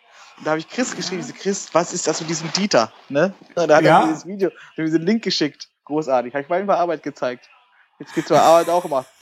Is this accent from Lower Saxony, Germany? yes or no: yes; Hanover, Lower Saxony, Germany; born there; Nee, ich wohne in Langhagen. Bin geboren in Hannover.